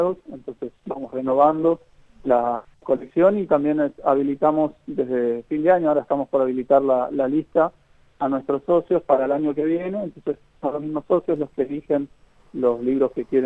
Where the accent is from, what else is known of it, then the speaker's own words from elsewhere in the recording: Buenos Aires, Argentina; now in Lago Puelo, Argentina; Yo que vengo de Buenos Aires, así que conozco, digamos, cómo es la vida en Buenos Aires y esta vida. Decidí mudarme, particularmente yo, ¿no? Es mi historia. Y apenas llegué a Lago Puelo, es una vida mucho más tranquila, mucho más amistosa.